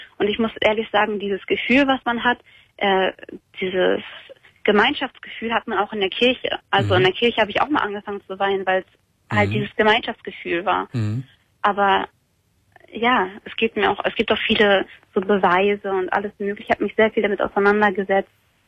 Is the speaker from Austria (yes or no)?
no; Germany; Ich bin Deutsche, ja, genau.